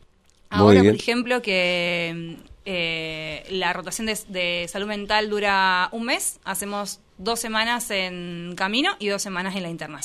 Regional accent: Adrogué, Buenos Aires Province, Argentina; Soy de Buenos Aires, de Adrogué.

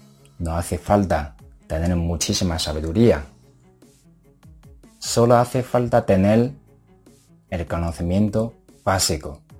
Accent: China; Spanish is a second language; now in Spain; Sí, no soy español, soy chino. Lo he vivido en China.

